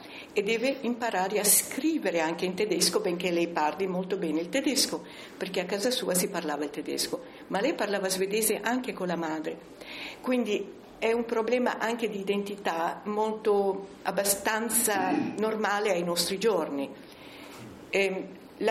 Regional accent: Sicily, Italy; born there; Siccome sono nata in Sicilia, sono siciliana, certo sono siciliana

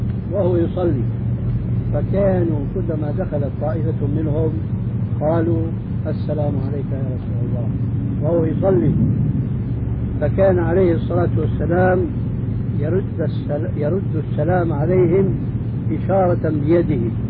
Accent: Syria; يعني كما يقولون عندنا في الشام

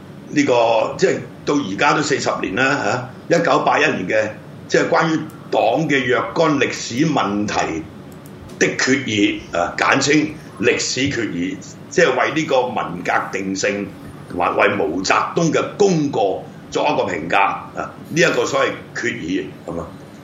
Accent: Guangdong, China; 即係我哋廣東人啦，係咪

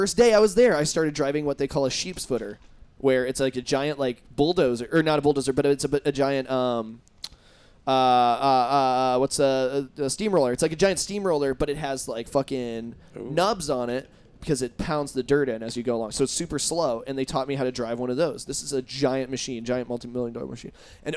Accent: Indiana, United States; That happened to me, people. I'm from Indiana.

